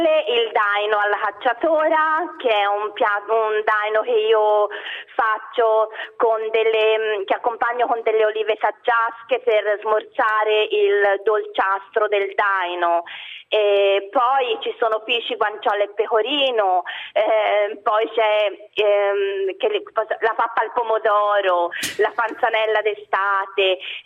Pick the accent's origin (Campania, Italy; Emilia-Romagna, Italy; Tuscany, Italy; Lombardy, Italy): Tuscany, Italy; quindi sono cresciuta tra i profumi, tra i sapori della mia terra, della Toscana, via.